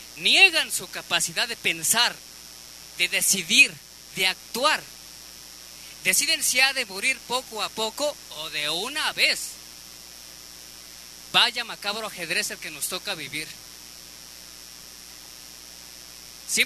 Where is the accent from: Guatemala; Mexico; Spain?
Mexico; Puebla; yo soy del estado de Puebla y pues vengo aquí al DF a pasar un rato con mi familia